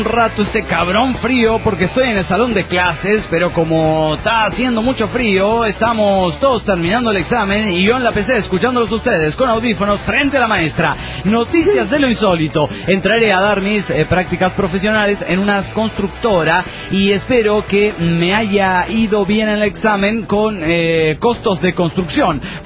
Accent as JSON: {"language": "Spanish", "town": "Ciudad Obregón", "region": "Sonora", "country": "Mexico", "tie": "born there", "lives_now": "Veracruz, Mexico", "said": "No, pero nací en Ciudad Obregón y me mudé a Veracruz."}